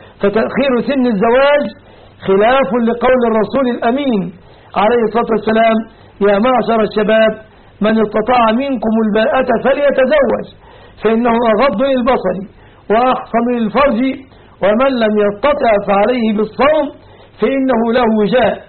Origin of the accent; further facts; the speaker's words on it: Egypt; وختاما أسأل الله أن يحفظ بلادنا مصر من كل مكروه ومن كل سوء